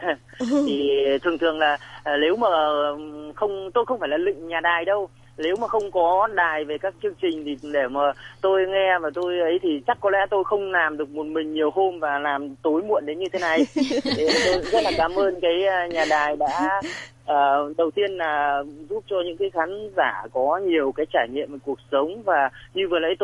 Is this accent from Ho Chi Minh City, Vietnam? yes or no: no; Hưng Yên, Vietnam; Không, quê mình ở Hưng Yên.